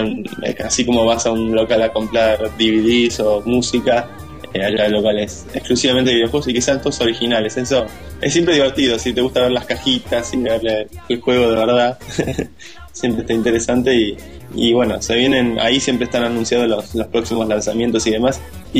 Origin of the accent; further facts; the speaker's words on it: Argentina; Y sí, somos los únicos de Argentina, así que venimos así con algo.